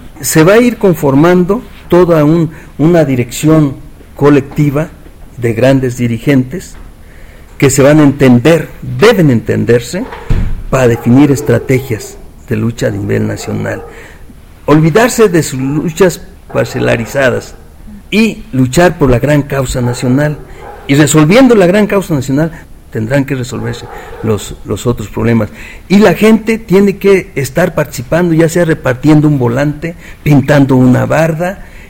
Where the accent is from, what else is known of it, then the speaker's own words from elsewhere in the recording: Michoacán, Mexico; now in Mexico City, Mexico; aunque yo soy provinciano, soy michoacano, pero aquí he forjado mi vida profesional